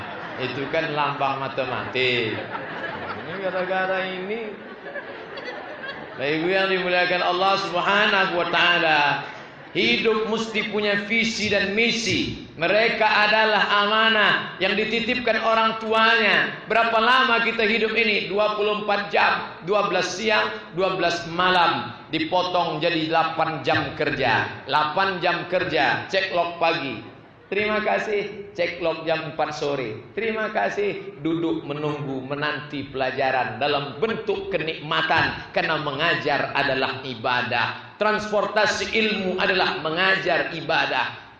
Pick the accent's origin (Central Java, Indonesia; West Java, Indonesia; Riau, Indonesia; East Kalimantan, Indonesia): Riau, Indonesia; Pulau Lawan; Adalah penceramah datang. Penceramah datang ke kampung kami di Pulau Lawan.